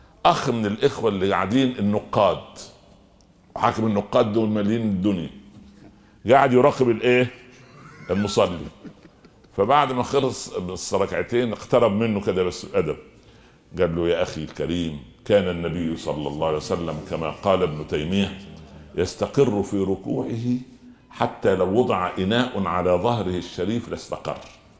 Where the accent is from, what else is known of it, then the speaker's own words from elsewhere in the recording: Egypt; عندنا في مصر اللي يعرفه في بلد على شمال القاهرة شمال الشرق